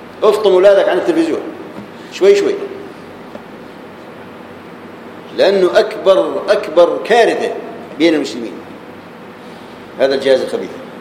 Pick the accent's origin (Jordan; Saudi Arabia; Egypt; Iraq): Jordan; كانوا عندنا في الاردن في الميناء من العقبه